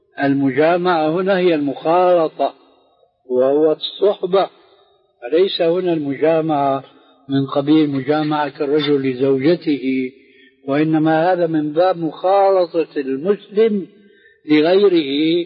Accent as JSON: {"language": "Arabic", "country": "Syria", "said": "عندنا في سوريا"}